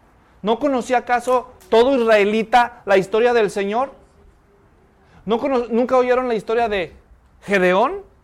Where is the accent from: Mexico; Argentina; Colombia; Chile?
Mexico; Jalisco; Nunca había salido de mi país. A duras penas había salido del estado de Jalisco, de donde yo soy.